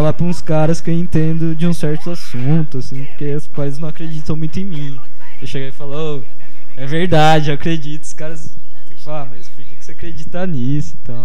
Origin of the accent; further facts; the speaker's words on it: Curva do Rio, São Paulo, Brazil; now in São Carlos, Brazil; Nascido e criado na Curva do Rio, do interior paulista. É, vim parar aqui em São Carlos por acaso.